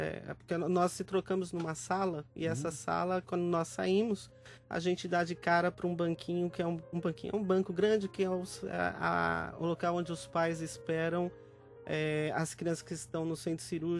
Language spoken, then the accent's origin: Portuguese; Santo André, São Paulo, Brazil; Eu sou de Santo André, aqui em São Paulo.